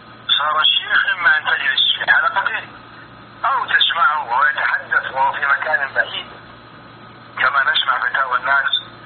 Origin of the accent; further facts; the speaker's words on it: Riyadh, Riyadh Province, Saudi Arabia; born there; أنا ولدت في مدينة الرياض عام 76 هجرية